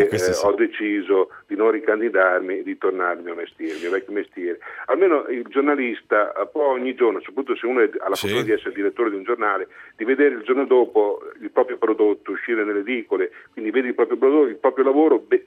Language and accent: Italian; Emilia-Romagna, Italy; Sono romagnolo